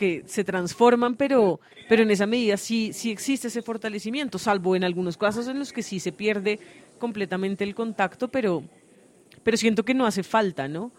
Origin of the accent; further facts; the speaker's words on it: Ecuador; moved away as an adult; now in Bogotá, Colombia; yo nací acá en Bogotá, pero siendo muy pequeña con mi familia nos fuimos para Ecuador y cuando me gradué del colegio, pues me devolví a Bogotá separándome entonces de mi mamá y mi papá.